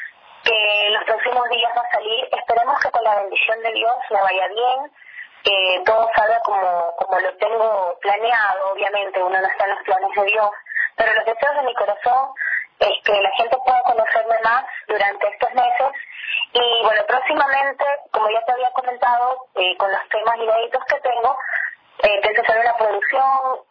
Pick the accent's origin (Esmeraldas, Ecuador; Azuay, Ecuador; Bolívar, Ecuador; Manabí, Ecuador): Manabí, Ecuador; Flavio Alfaro; llevo el mensaje de todos los que habitan en mi pueblo, de todos los que habitan en Flavio Alfaro. Yo pienso que las personas que venimos de pueblos pequeños tenemos ese amor a nuestra tierra, a nuestras raíces